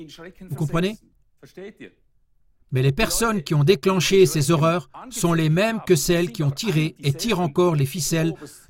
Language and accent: French; Switzerland; chez nous en Suisse, des doses de vaccins que nous avons payées